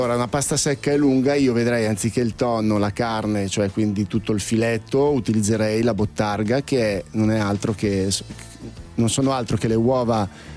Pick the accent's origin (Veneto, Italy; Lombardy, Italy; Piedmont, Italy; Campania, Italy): Lombardy, Italy; Milan; come la intendo io milanese